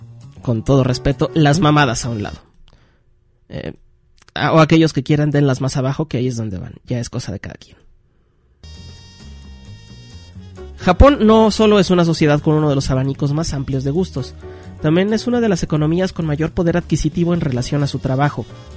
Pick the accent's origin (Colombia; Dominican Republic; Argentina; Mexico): Mexico; las promotoras de conciertos en mi país, México